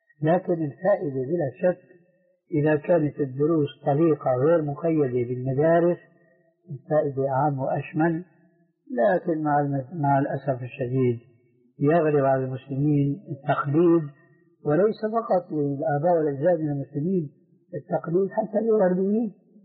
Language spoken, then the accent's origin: Arabic; Damascus, Damascus Governorate, Syria; كان عندنا في دمشق مروج موقوفة برعاية الخيل